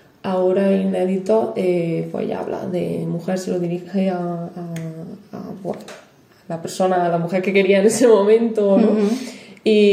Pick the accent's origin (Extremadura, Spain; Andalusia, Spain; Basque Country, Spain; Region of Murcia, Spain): Andalusia, Spain; Cabra; now in Granada, Spain; yo que vengo de un pueblecillo de Córdoba, lo noto también, ¿no? Lo que yo he visto, he vivido allí en Cabra, es diferente también a lo que se aprende aquí en Granada